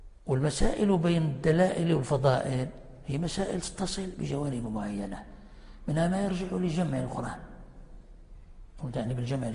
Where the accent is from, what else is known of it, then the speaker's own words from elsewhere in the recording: Morocco; كان عندنا في المغرب هنا علماء في الجبل في وقت الاستعمار